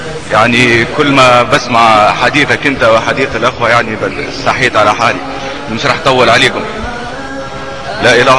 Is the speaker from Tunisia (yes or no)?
yes; Tunisia; now in United States; انا بعرفكم نفسي انا شاب تونسي هاجرت لامريكا والاوضاع اللي كنت بعيشها في تونس